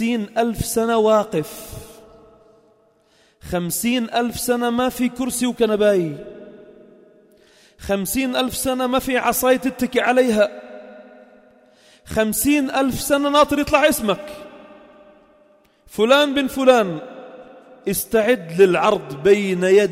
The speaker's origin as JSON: {"language": "Arabic", "country": "Lebanon", "said": "وعندنا بلبنان ما شاء الله جبال،"}